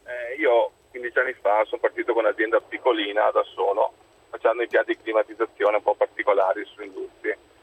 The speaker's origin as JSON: {"language": "Italian", "town": "Treviso", "region": "Veneto", "country": "Italy", "said": "Adesso da luglio abbiamo iniziato a avere la crisi, sono di Treviso."}